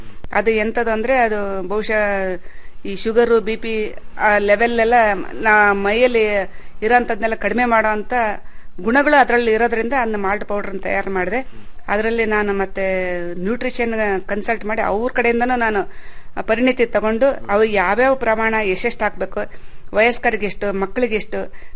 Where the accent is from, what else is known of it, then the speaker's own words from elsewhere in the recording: Shivamogga, Karnataka, India; ಹುಟ್ಟೂರು ನಂದು ಶಿವಮೊಗ್ಗ ಜಿಲ್ಲೆ ಆಗಿರೋದ್ರಿಂದ ನಾನು ಅಲ್ಲೂ ನೋಡಿಲ್ಲ. ನಾನು ಬರೀ ಭತ್ತದ ಬೆಳೆ ಕಂಡವಳು.